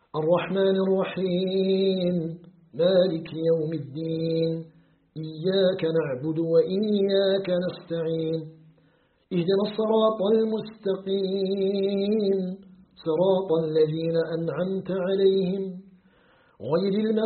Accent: Algeria

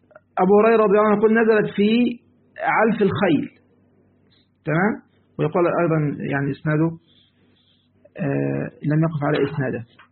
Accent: Egypt; لسه أنا طبعا يعني عندنا في مصر، تمام، أزمة الدولار بقى والذهب خلاص

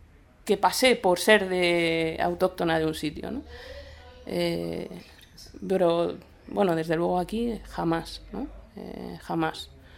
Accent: Madrid, Community of Madrid, Spain; nunca he pasado por ser de un sitio como Madrid, que es donde yo nací, y donde he crecido, y donde actualmente habito

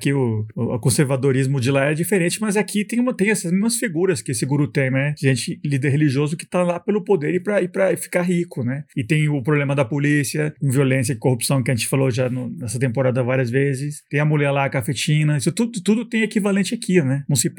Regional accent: Brazil; eu acho que como brasileiro, acho que é bem próximo da gente aqui, né?

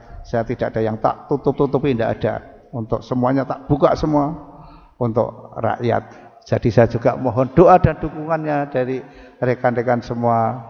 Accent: Bantul, Special Region of Yogyakarta, Indonesia; saya asli orang Jawa, jadi bahasa campur juga bisa, walaupun sejak 88 saya dinas di Kalimantan, Sulawesi, Jakarta, tapi saya isih gradul-gradul masih bisa bahasa Jawa. Karena aslinya saya yang wong Bantul.

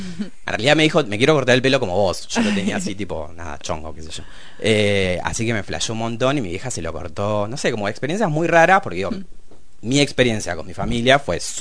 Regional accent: Punta Alta, Buenos Aires Province, Argentina; now in La Plata, Argentina; soy de Punta Alta, que queda como al sur de la provincia, muy lejos, una ciudad de militares. Vivo en La Plata hace un par de años, hace como 7 años ya, vine a estudiar cine acá.

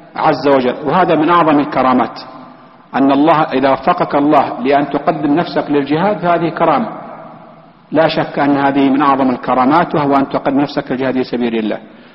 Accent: Palestine; مثلا أنا فلسطينيين

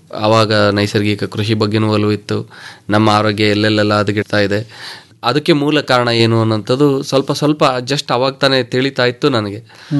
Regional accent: Krishnarajanagara, Karnataka, India; also born or lived in Holenarasipura; ಮೂಲತಃ ನಮ್ಮದು ಹೊಳೆ ನರಸೀಪುರ, ತಂದೆ ವಿಲೇಜ್ ಅಕೌಂಟೆಂಟ್ ಆಗಿದ್ದರು, ತಾಯಿ ಗೃಹಿಣಿ. ನಾವು ಸೆಟ್ಲ್ ಆಗಿದ್ದೆಲ್ಲ ಕೆಆರ್ ನಗರದಲ್ಲಿ, ತಂದೆಗೆ ಕೆಲಸ ಕೆಆರ್ ನಗರ ಸುತ್ತಮುತ್ತ ಇತ್ತು.

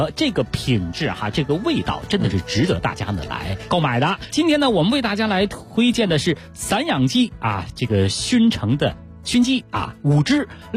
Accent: Beijing, China; 真的是我北京人爱吃酱味的。

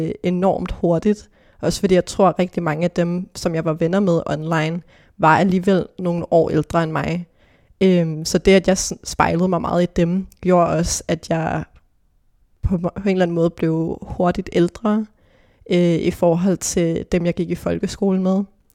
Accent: Hillerød, Capital Region of Denmark, Denmark; så gik min mor og jeg ud i en skov i Hillerød, hvor jeg er fra.

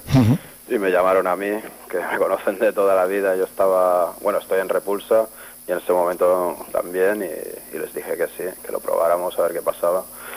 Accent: Spain; first language Catalan; Spanish is a second language; yo siempre lo he visto como algo natural, ya que es mi lengua materna y a la hora de escribir, pues, no sé, a mí me sale en catalán

